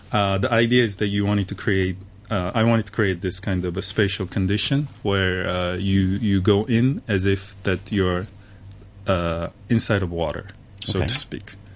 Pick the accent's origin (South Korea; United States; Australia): South Korea; Busan; English is a second language; now in Hong Kong; I'm originally from Korea, and I grew up in this city called Busan, which is very south part of Korea. So I always grew next to water.